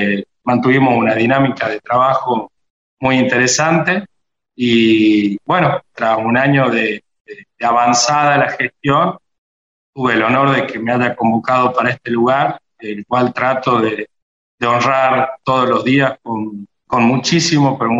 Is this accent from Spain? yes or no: no; Catamarca, Argentina; Nací y me crié acá en Catamarca, mi familia es catamarqueña.